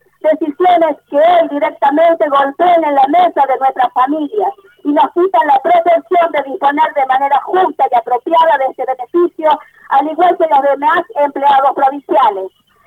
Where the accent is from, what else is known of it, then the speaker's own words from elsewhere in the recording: La Rioja, Argentina; Todos somos riojanos, todos tenemos las mismas necesidades.